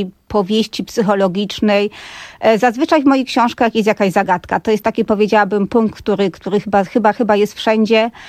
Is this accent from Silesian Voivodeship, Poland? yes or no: yes; Katowice, Silesian Voivodeship, Poland; To jest w ogóle zabawne, bo ja jestem z Katowic, czyli z dużego miasta